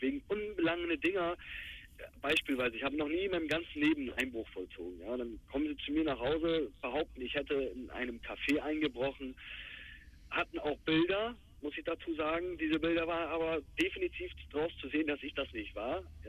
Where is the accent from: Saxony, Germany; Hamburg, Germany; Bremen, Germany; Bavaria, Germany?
Bremen, Germany; Bremerhaven; born there; Ich bin gebürtiger Bremerhavener, ich habe einen deutschen Pass